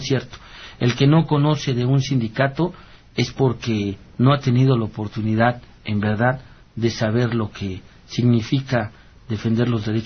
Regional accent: Mexico; hay clases distintas entre nosotros como mexicanos, ¿no?

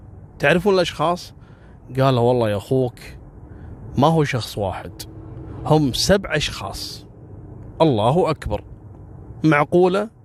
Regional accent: Kuwait; حتى احنا عندنا في الخليج وفي الكويت كنا نتابع القضية هذه

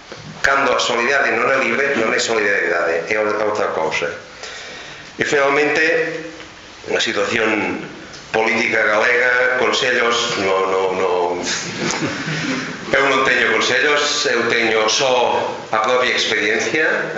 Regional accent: Catalonia, Spain; Galician is a second language; porque eu son catalán.

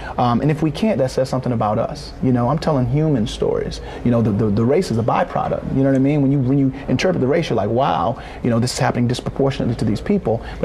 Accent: Norfolk, Virginia, United States; You know, I grew up in Norfolk, Virginia, about 42 miles east of Southampton County, where the revolt happened.

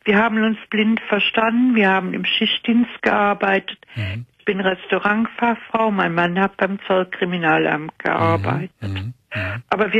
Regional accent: Cologne, North Rhine-Westphalia, Germany; accent: Rhenish; Ja, ich komme aus Köln.

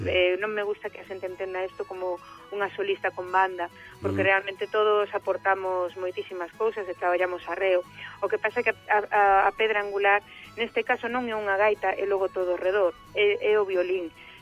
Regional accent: Galicia, Spain; eu son das Rías Baixas, entón estou moi acostumada, pois, eso, a un estilo concreto

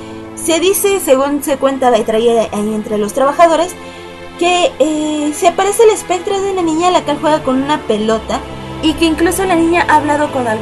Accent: Mexico City, Mexico; aquí en mi ciudad natal, la Ciudad de México, aquí en el país México.

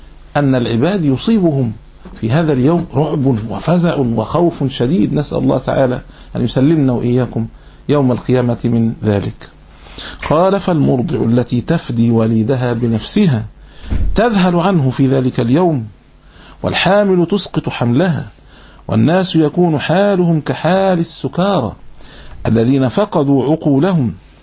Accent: Alexandria, Alexandria Governorate, Egypt; هذه عندنا في الإسكندرية

